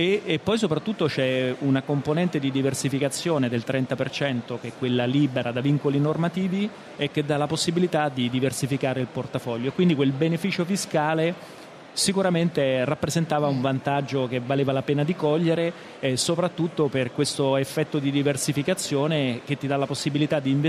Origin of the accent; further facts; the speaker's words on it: Rome, Lazio, Italy; io lo dico da romano